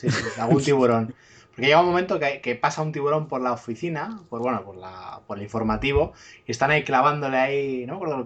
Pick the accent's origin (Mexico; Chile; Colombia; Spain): Spain; Cantabria; yo que soy cántabro, pues las cuevas de Altamira pues me pillan muy cerca, ¿no?